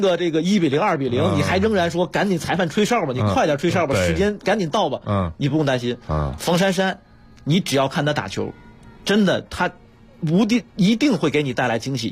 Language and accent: Chinese; China; 确实是我们中国人能在这项欧美主导的这种传统运动上能拿到世界第一。